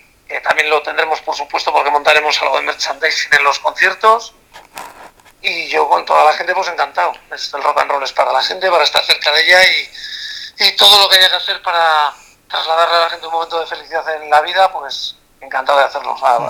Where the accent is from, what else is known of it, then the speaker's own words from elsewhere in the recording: Santander, Cantabria, Spain; en mi tierra, en Santander.